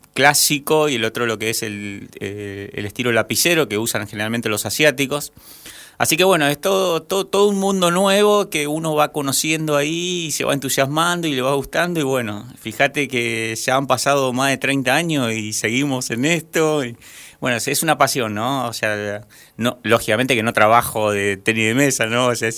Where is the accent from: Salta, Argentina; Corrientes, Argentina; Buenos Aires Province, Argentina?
Corrientes, Argentina; Curuzú Cuatiá; born there; yo ya tengo 45 años, así que tengo varios ya kilómetros recorridos. Bueno, yo nací en Curuzucuatiá, en el sur de Corrientes.